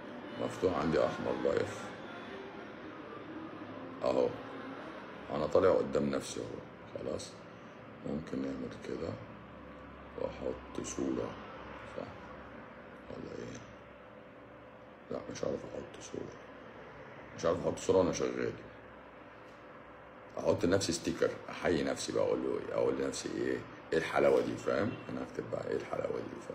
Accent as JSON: {"language": "Arabic", "town": "Cairo", "region": "Cairo Governorate", "country": "Egypt", "said": "من القاهره، عامله ايه؟"}